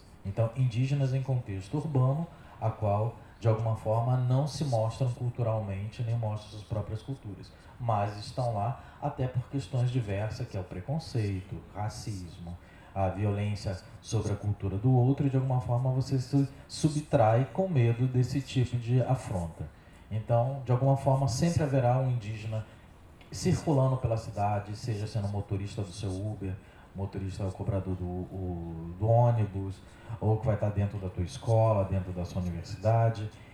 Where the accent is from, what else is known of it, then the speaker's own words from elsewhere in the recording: Rio de Janeiro, Brazil; also born or lived in São Paulo; Eu fui feito na Bahia, nasci em São Paulo, voltei para a aldeia e a adolescência me criei aqui no Rio de Janeiro.